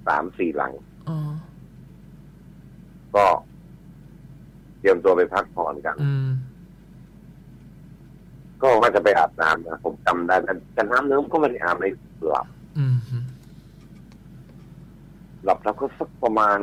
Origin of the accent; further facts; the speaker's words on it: Central Thailand, Thailand; ผมเองก็เป็นคนภาคกลางนะ